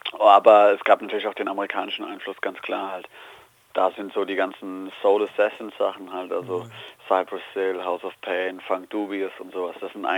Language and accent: German; Hesse, Germany; Wir kommen aus dem Odenwald. Für die Leute, denen der Odenwald noch kein Begriff sein sollte, das ist im Bundesland erstmal Hessen. Das liegt in der Nähe von Heidelberg, zwischen Heidelberg und Frankfurt, das Niemandsland. Das ist unser Yard, das ist der Odenwald